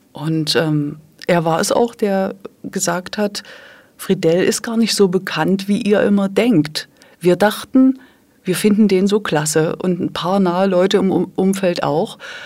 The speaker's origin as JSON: {"language": "German", "town": "Dresden", "region": "Saxony", "country": "Germany", "tie": "born or raised there", "said": "ich komme aus dem ehemaligen DDR-Gebiet, bin in Dresden aufgewachsen"}